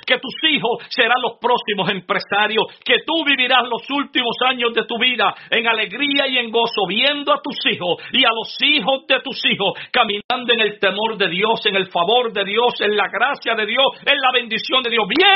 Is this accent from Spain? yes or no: no; Adjuntas, Puerto Rico; Oh, yo recuerdo cuando niño, allá en mi pueblo natal de Adjuntas. Adjuntas es un pequeño pueblo sembrado entre medio de montañas, en el centro, casi en el centro de la isla, ahí a unos quizás 40 minutos de Ponce.